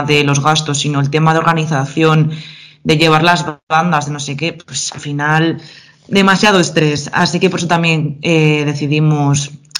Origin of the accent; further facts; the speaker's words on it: Vitoria, Basque Country, Spain; creo que 4 o así somos de Vitoria